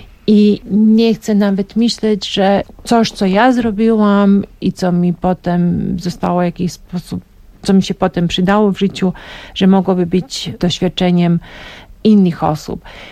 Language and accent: Polish; Mostar, Herzegovina-Neretva Canton, Bosnia & Herzegovina; Polish is a second language; also born or lived in Belgrade; now in Poland; jestem z Mostaru, ale wiesz, nie bezpośrednio przyjechałam z Mostaru, tylko miałam taki przystanek 2-letni w Belgradzie. Tak, jestem z Białej Jugosławii, tak to jest, Mostar jest teraz w Bośni i Hercegowinie